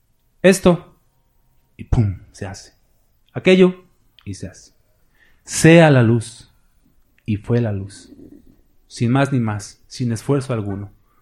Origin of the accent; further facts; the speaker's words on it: Mexico City, Mexico; sepan que soy chilango, mis hermanos